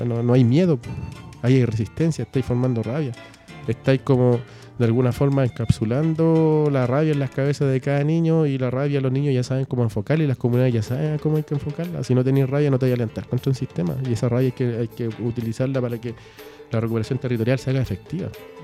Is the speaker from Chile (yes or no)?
yes; Chile; Ahí no somos chilenos, somos mapuches.